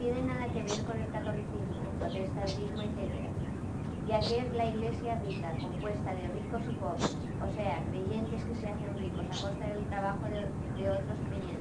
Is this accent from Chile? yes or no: yes; Chile; se parecen a la gente de Chile, le dije, porque allá en mi país es igual.